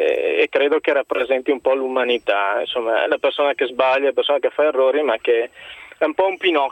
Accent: Padua, Veneto, Italy; io da padovano e da interista

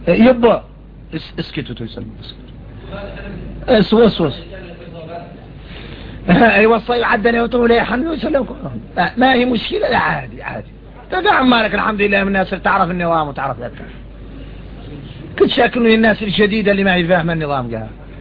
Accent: Mauritania; يا غير احنا موريتاني انين

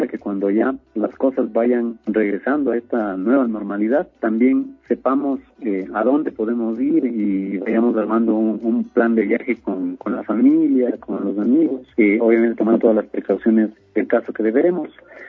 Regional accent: Quito, Pichincha, Ecuador; Somos los mismos quiteños, somos los residentes de nuestra ciudad

